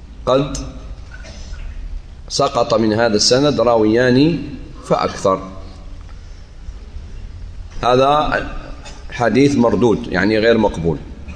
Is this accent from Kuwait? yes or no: no; Algeria; ممكن مدينة دلس اللي عندنا في الجزائر مأخوذة من هذا